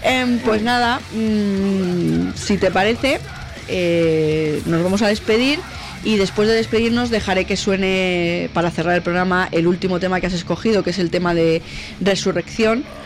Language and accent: Spanish; Catalonia, Spain; yo soy de Cataluña y fui a verlos a Madrid